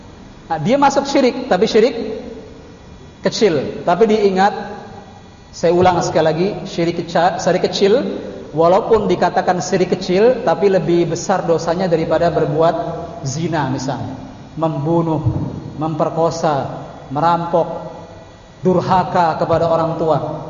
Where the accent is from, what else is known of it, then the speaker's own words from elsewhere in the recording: Cirebon, West Java, Indonesia; Belum lagi di kampung halaman saya, Cirebon misalnya.